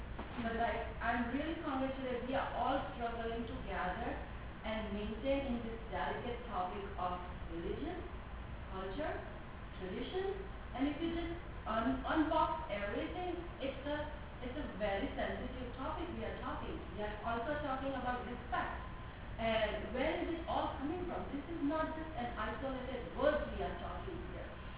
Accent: India; I'm from India.

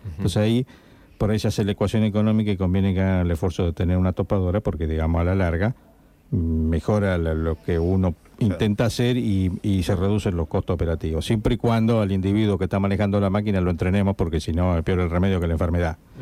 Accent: Pergamino, Buenos Aires Province, Argentina; En Pergamino, que es mi ciudad natal por otra parte

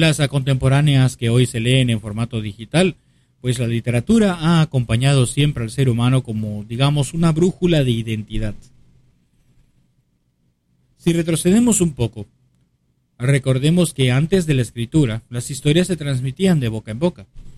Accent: Lima, Peru; born there; Alcaldesas en Lima, Perú, en el distrito de Pueblo Libre, por ejemplo, donde yo nací.

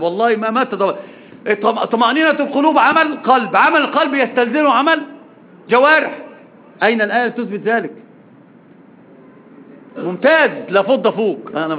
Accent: Egypt; وطبعا أصلا المثل العجيب عندنا في مصر عند المقاهي والدكك يقولون إيش؟

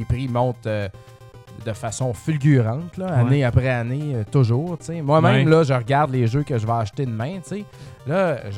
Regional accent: Quebec, Canada; Pour ça que quand je retourne en Beauce, le monde trouve que j'ai un accent montréalais.

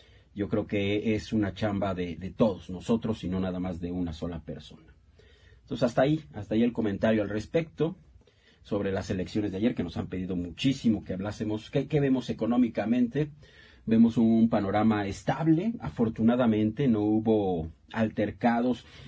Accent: Mexico; yo creo que es lo mejor que como mexicanos podemos hacer en este momento

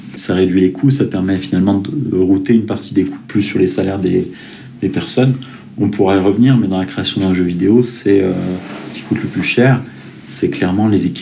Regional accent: Saint-Etienne, Auvergne-Rhône-Alpes, France; born there; also born or lived in Paris / Lyon; moi, je suis né à Saint-Etienne il y a 41 ans. J'ai quelques décennies. J'en suis parti un petit peu pour les études et puis j'y suis revenu pour le travail. Mon premier travail était à Paris, puis Lyon, puis Saint-Etienne.

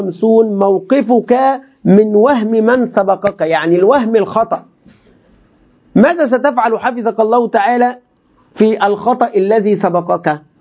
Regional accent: Egypt; الخوارج عندنا في مصر، الخوارج عندنا في مصر يقولون هذا منذ قديم

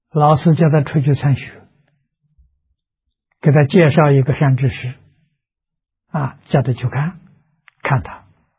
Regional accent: China; 我们中国人讲先入为主，印度人也是这个说法

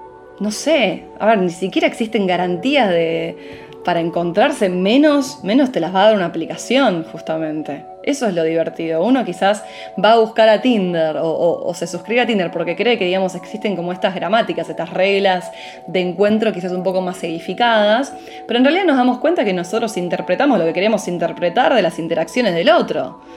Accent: Buenos Aires, Argentina; yo pasé mi infancia en Caballito, que es el barrio donde nací

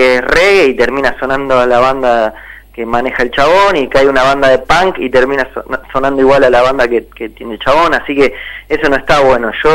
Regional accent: Buenos Aires, Argentina; De Villaluro.

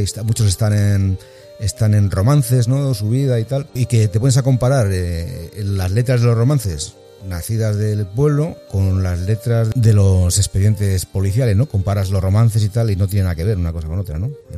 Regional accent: Ávila, Castile and León, Spain; Yo soy de Ávila.

